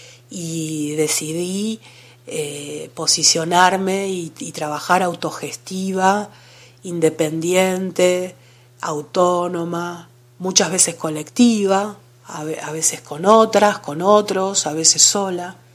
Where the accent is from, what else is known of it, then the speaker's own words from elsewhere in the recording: Buenos Aires, Argentina; Yo soy porteña de nacimiento, pero soy convencidamente descentrada de adopción.